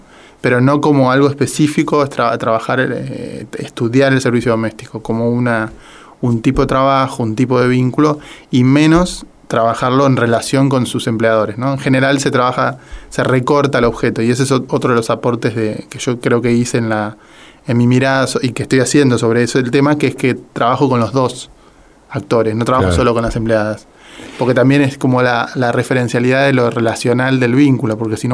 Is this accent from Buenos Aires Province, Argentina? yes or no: no; Corrientes, Argentina; pues yo soy de Corrientes, de Ajá. la provincia.